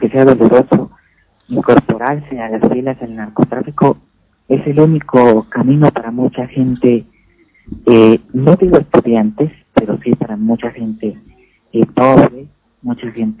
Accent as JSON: {"language": "Spanish", "country": "Mexico", "said": "Me da mucha vergüenza decir que vivo en un país de ignorantes, pero es la verdad."}